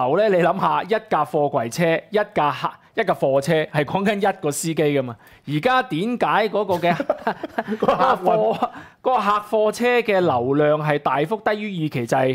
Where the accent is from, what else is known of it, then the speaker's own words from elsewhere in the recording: Hong Kong; 你諗下，我哋香港人啲錢唔係錢嚟嘅